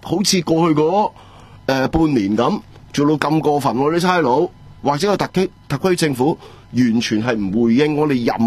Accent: Hong Kong; 我哋香港人

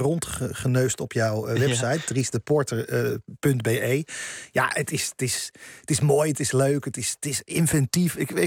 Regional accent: Zeeland, Netherlands; want ik kom zelf uit Zeeland. En mijn vader sprak, die spreekt met zijn zussen plat Zeeuws. Dus daarmee kan ik het een beetje verstaan.

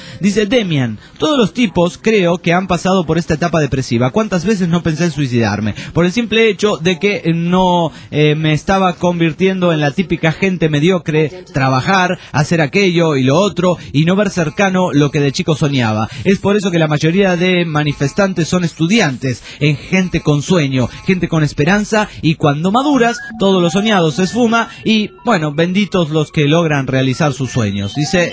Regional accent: Pénjamo, Guanajuato, Mexico; espero que también manden un saludo a mi pueblo. Maricel, un saludo para el pueblo de Pénjamo, ahí en Guanajuato, México.

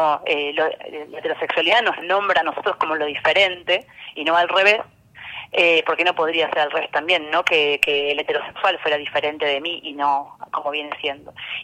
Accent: Buenos Aires, Argentina; Igual quería hacer una aclaración, que soy de Buenos Aires.

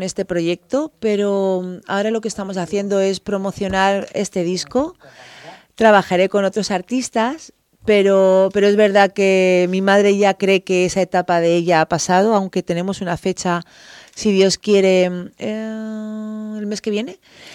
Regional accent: Community of Madrid, Spain; además soy madrileña

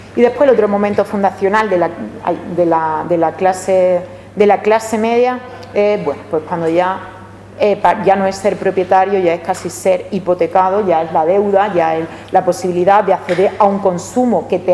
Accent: Seville, Andalusia, Spain; Yo es que soy de Triana, y bueno, pues a una parte importante de mi familia la expulsaron de Triana

